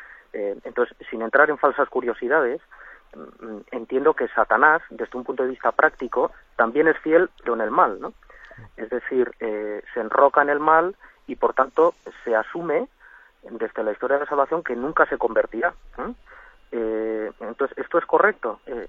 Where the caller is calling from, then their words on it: Navarre, Spain; desde Navarra.